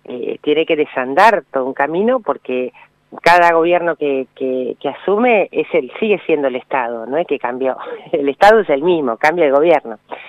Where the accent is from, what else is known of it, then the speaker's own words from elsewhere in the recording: Bahía Blanca, Buenos Aires Province, Argentina; Yo soy de Bahía Blanca, solía venir de jovencita mucho a Bariloche